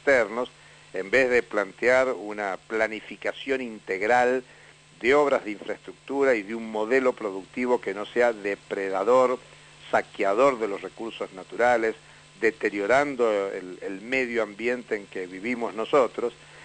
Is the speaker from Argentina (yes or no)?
yes; San Juan, Argentina; yo soy nacido en San Juan, mi niñez es en San Juan.